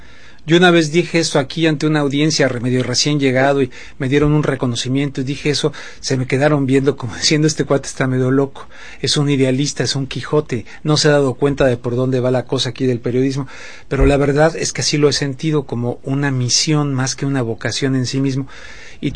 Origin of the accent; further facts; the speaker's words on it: Mexico; moved away as an adult; now in United States; desde que yo salí de México cuando me invitaron a venir a trabajar acá a los Estados Unidos.